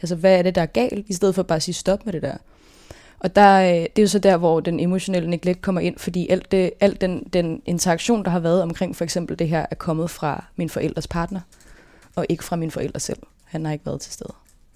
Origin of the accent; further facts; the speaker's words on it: Gentofte, Capital Region of Denmark, Denmark; born there; also born or lived in Østerbro / Ølstykke; Jeg er født i Gentofte. Og så boede jeg på Østerbro i noget tid, sammen med mine brødre og mine forældre. Så flyttede vi til Ølstykke, og der boede vi i nogle år, indtil mine forældre blev skilt, da jeg var 7.